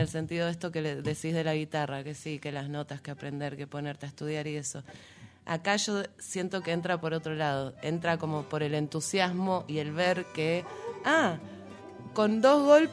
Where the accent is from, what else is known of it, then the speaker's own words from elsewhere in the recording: Buenos Aires, Argentina; yo soy de Buenos Aires originalmente, vivo acá en el Valle hace unos 7 años, uh-huh, más o menos.